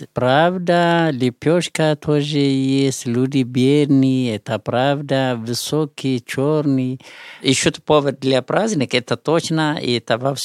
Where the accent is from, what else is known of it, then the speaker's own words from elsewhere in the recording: Bahir Dar, Amhara, Ethiopia; Russian is a second language; где я приехал из Бахардар